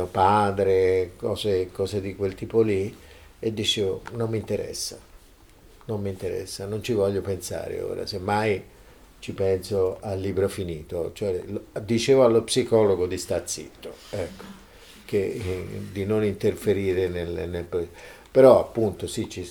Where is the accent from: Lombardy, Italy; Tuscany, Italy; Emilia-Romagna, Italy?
Tuscany, Italy; Lucca; born there; io sono nato a Lucca, sono queste città con le mura, sono queste città, questi comuni, queste entità isolate